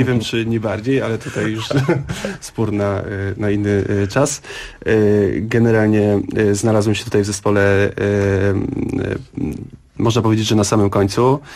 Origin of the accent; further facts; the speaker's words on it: Tokarnia, Lesser Poland, Poland; A ja jestem z Tokarni. To jest miejscowość, która znajduje się zaraz obok Skomielnej Czarnej.